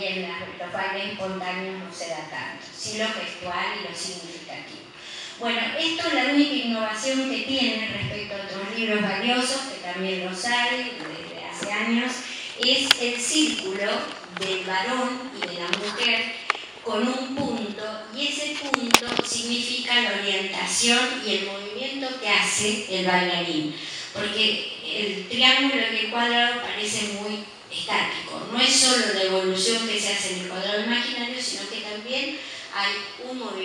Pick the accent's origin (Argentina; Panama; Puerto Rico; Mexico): Argentina; Corrientes; Yo vengo de Corrientes